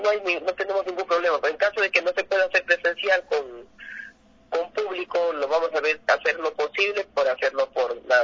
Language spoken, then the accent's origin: Spanish; Ecuador; que es muy representativo aquí en el país, como ecuatoriano.